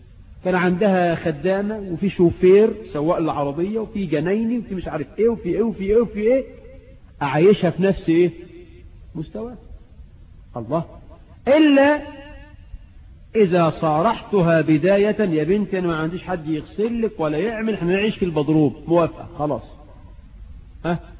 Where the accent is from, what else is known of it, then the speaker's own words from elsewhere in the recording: Egypt; والعرف عندنا في مصر عموما ان تخدم المرأة